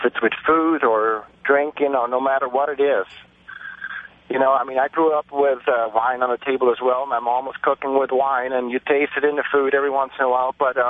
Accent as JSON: {"language": "English", "country": "Switzerland", "moved": "yes", "lives_now": "Los Angeles, United States", "said": "I'm personally from Switzerland originally, and I live in L.A. for 8 years now."}